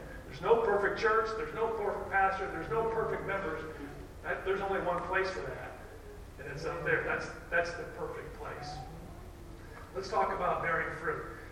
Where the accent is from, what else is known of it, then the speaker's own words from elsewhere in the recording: Texas, United States; So that's the way it is in some parts of my home state, Texas, over there on the west side of Texas.